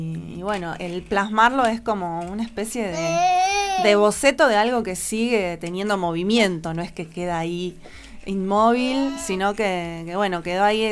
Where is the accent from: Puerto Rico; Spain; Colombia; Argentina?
Argentina; Bolívar, Buenos Aires Province; un amigo baterista percusionista muy querido de la ciudad de Bolívar, de donde yo vengo también